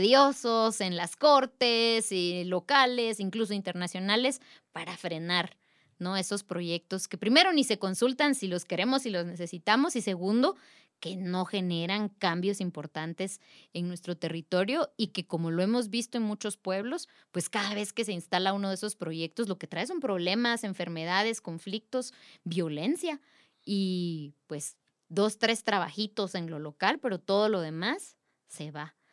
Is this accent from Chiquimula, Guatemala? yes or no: no; Totonicapán, Guatemala; de Totonicapán, somos electos en asamblea para prestar un servicio a la comunidad.